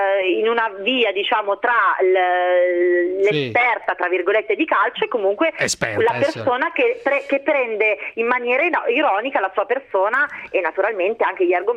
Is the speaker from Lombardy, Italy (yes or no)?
yes; Milan, Lombardy, Italy; born there; io non sono neanche bresciana, io sono nata a Milano